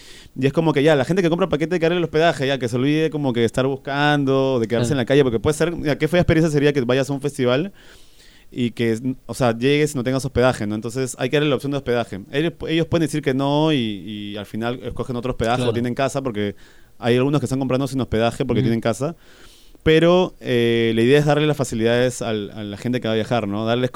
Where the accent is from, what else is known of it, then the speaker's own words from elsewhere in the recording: Lima, Peru; oye, soy de Lima, o sea, quiero hacer un festival y me encantaría que ustedes toquen en Perú.